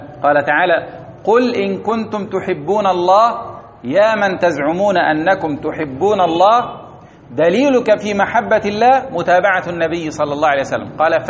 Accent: Egypt; وكان في مولده رؤوس الصوفية في بلدتنا في مصر

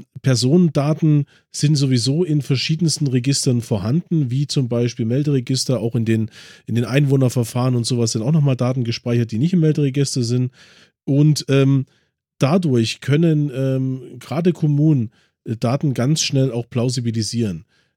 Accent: Chemnitz, Saxony, Germany; born there; mein Geburtsort ist Karl-Marx-Stadt. Gibt's nicht mehr. In meinem Ausweis steht Geburtsort Karl-Marx-Stadt, jetzt Chemnitz.

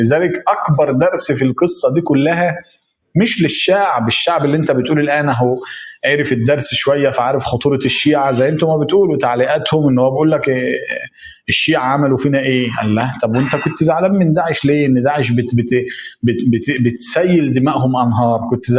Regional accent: Egypt; إحنا كمصريين عارفين اللهجة دي.

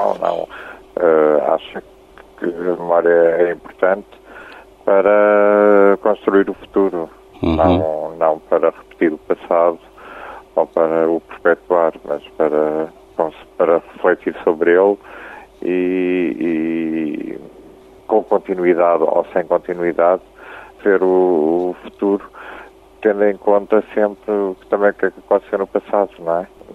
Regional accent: Portugal; Nós, obviamente, que somos portugueses e cantamos, inclusive, em alguns temas em português

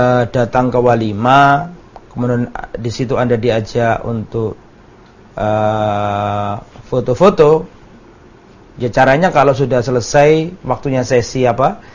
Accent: Java, Indonesia; Termasuk saya ini orang Jawa, ya gampang pekewo.

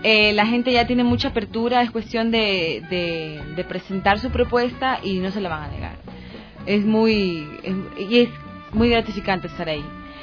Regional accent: Guayaquil, Guayas, Ecuador; Yo soy de Guayaquil

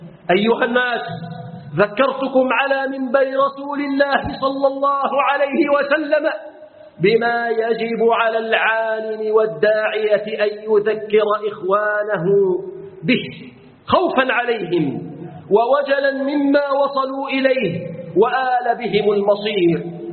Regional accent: Egypt; اللهم احفظ بلادنا مصر.

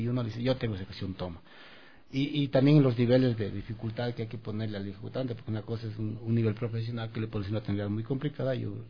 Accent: Ecuador; nosotros como músicos ecuatorianos

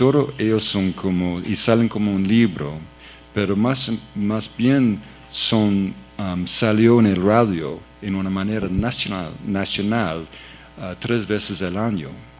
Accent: Canada; Spanish is a second language; y yo soy de Canadá

